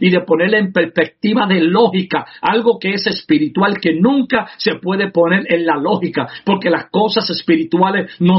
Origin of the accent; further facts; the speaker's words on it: Puerto Rico; como los puertorriqueños cuando comemos arroz, que siempre queremos la parte de abajo